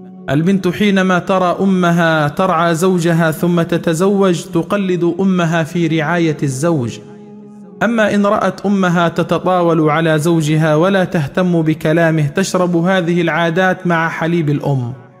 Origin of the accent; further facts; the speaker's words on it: Upper Egypt, Egypt; عندنا في الصعيد يقولون إذا كبر ولدك خويه مش ربيه